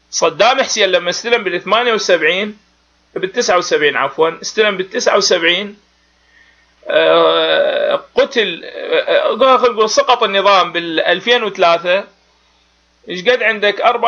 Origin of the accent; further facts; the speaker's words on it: Iraq; هذا احنا عراقيين ونعرف هذه المسائل